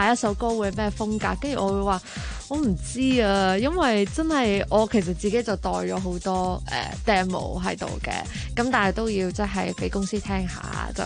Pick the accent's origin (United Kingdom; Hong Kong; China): United Kingdom; 但是那时候是为什么我会即是我在英国那边长大啦，那时候就他们成日都会过来英国开 band show， 那我就是这样接触到他们的音乐咯。